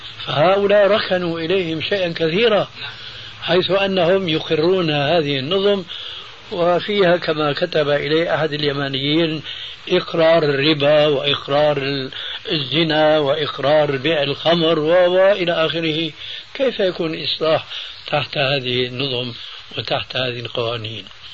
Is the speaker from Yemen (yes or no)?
no; Syria; هم يقولون عندنا في سوريا خير الذقون إشارة تكون